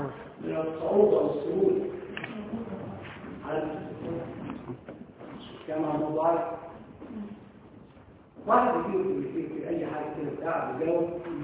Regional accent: Egypt; الشيء اللي حدث هذا انه كان عندنا في مصر فيما قبل الثورة

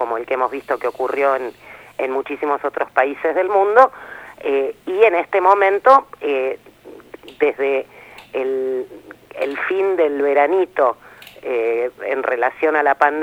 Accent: Bahía Blanca, Buenos Aires Province, Argentina; born there; Bueno, ese es el problema, nací en Bahía Blanca.

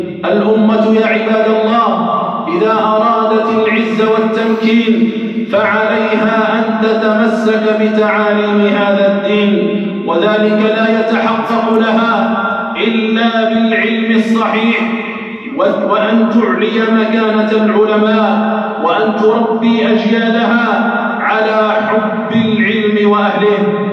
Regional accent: Algeria; اللهم احفظ بلدنا الجزائر من كل سوء ومكروه

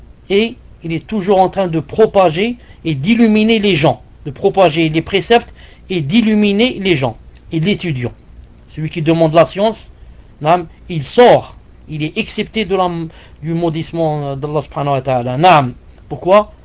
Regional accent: Algeria; je l'ai remarqué chez nous en Algérie, jamais on avait besoin de climatiseur.

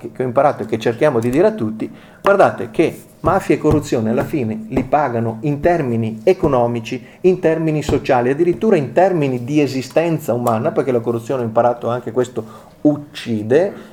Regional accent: Veneto, Italy; Io arrivo, magari lo sentite nel mio accento, dal Veneto

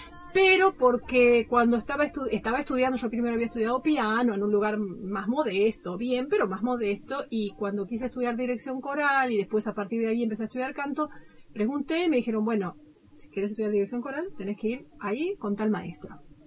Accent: Buenos Aires, Argentina; moved away as an adult; Yo me formé en Buenos Aires. Bueno, nací en Buenos Aires y me formé allá. Recién después de haber terminado la carrera, surgió la posibilidad de venir a vivir acá al sur.

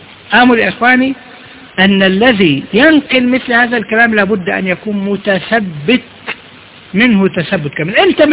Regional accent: Egypt; إحنا برضو عندنا في مصر

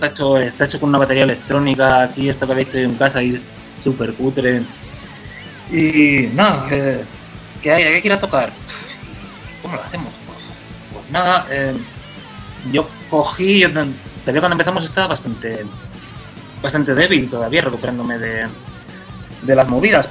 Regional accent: Miranda de Ebro, Castile and León, Spain; En mi pueblo, en Miranda de Ebro, no era fácil encontrar gente con los grupos, con los gustos musicales afines a los que tenía yo en aquella época.

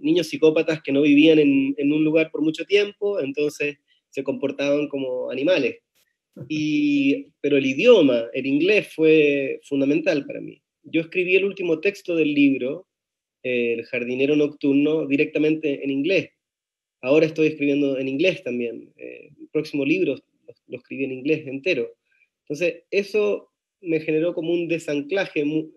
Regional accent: Chile; also born or lived in Netherlands; Yo nací en Holanda y viví allá los primeros 2 años. Y supongo que para la gente que cree en esas cosas es muy marcador haber nacido ahí, ¿no? Luego mi familia volvió a Chile.

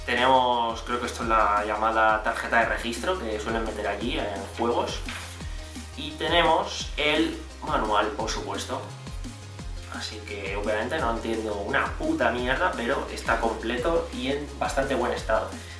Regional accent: Alicante, Valencian Community, Spain; vine hace 2 años, tal, yo soy de Alicante

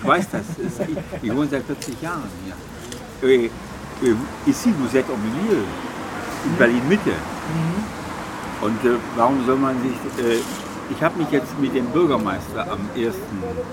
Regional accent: Algeria; Ich bin aufgewachsen in einer Oase. Ich bin in Algerien aufgewachsen.

